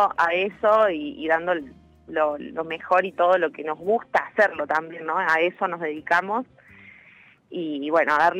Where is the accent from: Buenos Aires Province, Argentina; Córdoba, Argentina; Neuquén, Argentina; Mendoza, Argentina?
Córdoba, Argentina; Río Ceballos; Yo de Río Ceballos, algunos de Unquillo, La Granja. Acá estamos en las sierras, hermoso.